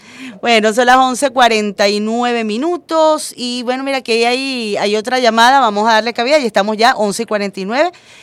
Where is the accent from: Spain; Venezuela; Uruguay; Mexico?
Venezuela; Todos como venezolanos